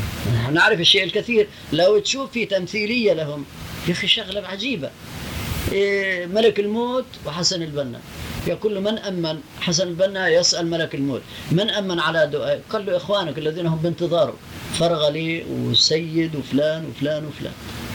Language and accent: Arabic; Palestine; وأنا فلسطيني